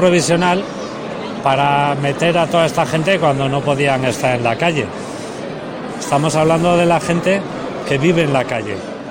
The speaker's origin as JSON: {"language": "Spanish", "region": "Basque Country", "country": "Spain", "said": "calderero del Goierri."}